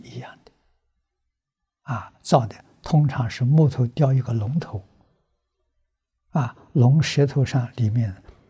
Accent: Fujian, China; 因为我小时候住福建，福建佛乱的风气很深。啊，那个时候我念小学。

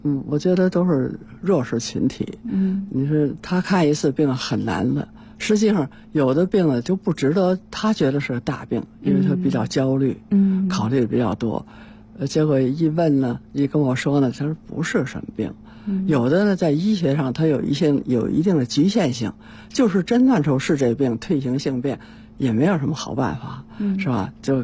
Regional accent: Tianjin, China; 我们的故乡在天津啊

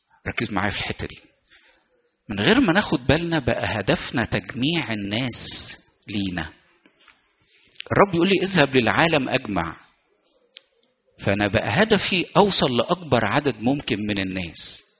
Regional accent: Egypt; وإحنا شعب مصري متدين بطبع.

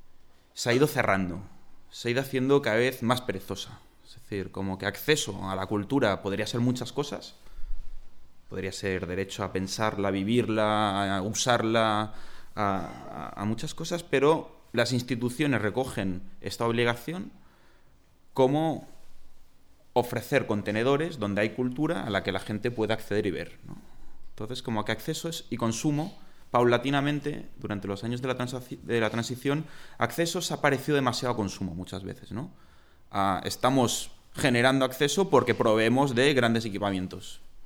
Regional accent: Catalonia, Spain; Yo que vengo de Cataluña

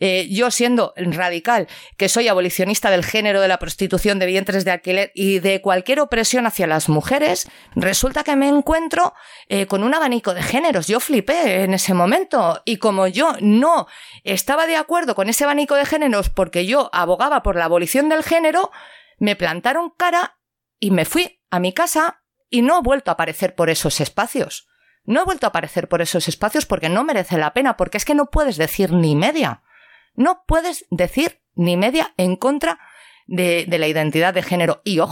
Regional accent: Valencian Community, Spain; moved away as an adult; now in Bilbao, Spain; Yo soy valenciana, no soy de aquí, yo llevo 5 años en Euskal Herria.

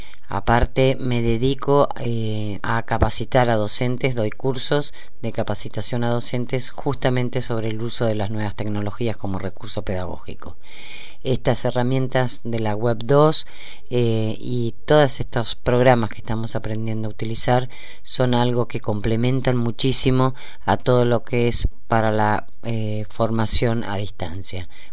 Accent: Bariloche, Río Negro, Argentina; de Bariloche, Argentina.

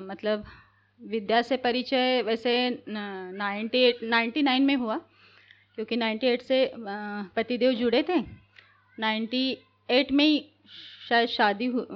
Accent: Chhindwara, Madhya Pradesh, India; मुझे यहाँ 5 साल हुए और छिंदवाड़ा जिले के रहने वाले हैं।

